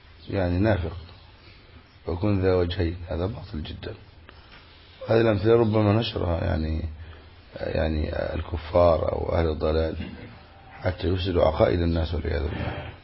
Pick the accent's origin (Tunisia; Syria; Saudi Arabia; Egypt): Egypt; فما عندنا في مصر يقولوا إيه؟ عش وديله